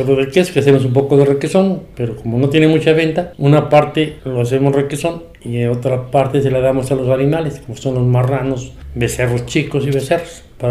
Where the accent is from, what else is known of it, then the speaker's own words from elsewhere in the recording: Puebla, Mexico; Yo estuve trabajando, salí de trabajar de Puebla a trabajar en ranchos.